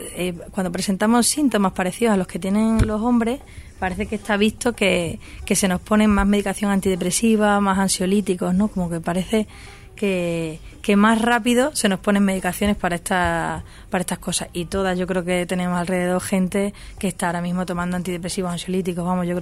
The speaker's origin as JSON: {"language": "Spanish", "region": "Extremadura", "country": "Spain", "lives_now": "Madrid, Spain", "said": "Yo vengo de Extremadura y aquí en Madrid, pues obviamente no tengo mi círculo al que recurriría más fácilmente"}